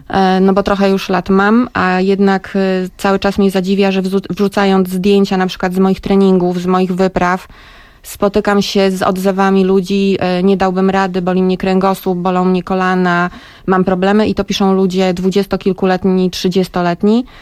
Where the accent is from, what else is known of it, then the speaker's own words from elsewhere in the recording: Gdańsk, Pomeranian Voivodeship, Poland; Ja jestem człowiekiem z nadmorza, jestem dziewczyną z Gdańska i z tym Gdańskiem byłam absolutnie związana.